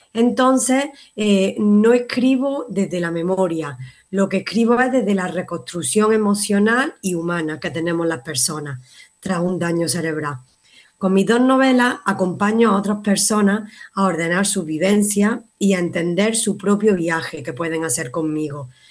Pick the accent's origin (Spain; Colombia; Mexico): Spain; Málaga, Andalusia; born there; alrededor de Málaga, que es mi ciudad natal, alrededor de España